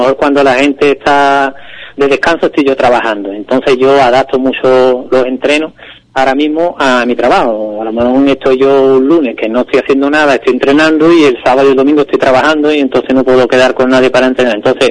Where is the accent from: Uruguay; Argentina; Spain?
Spain; Ubrique, Andalusia; yo creo que es ideal para nuestro entorno, para las personas que somos de Ubrique